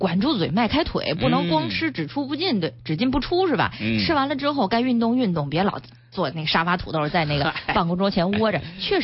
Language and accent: Chinese; Inner Mongolia, China; 再说一遍，我们家是内蒙古的